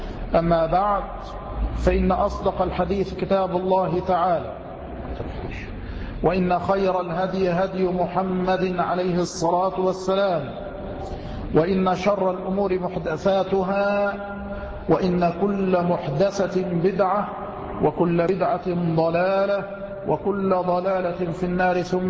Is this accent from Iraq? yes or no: no; Dakahlia, Egypt; تنيس هذه التي يقال لها بحيرة المنزلة عندنا في الدقهلية